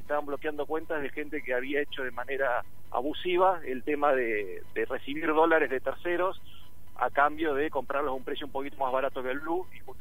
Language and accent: Spanish; Olavarría, Buenos Aires Province, Argentina; Sí, soy de Olavarría yo.